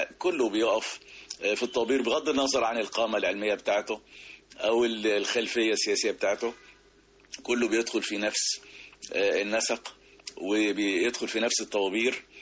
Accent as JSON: {"language": "Arabic", "country": "Egypt", "said": "ويا رب تبقى الأفكار نافعة لأحسن بلد في الدنيا بلدنا مصر"}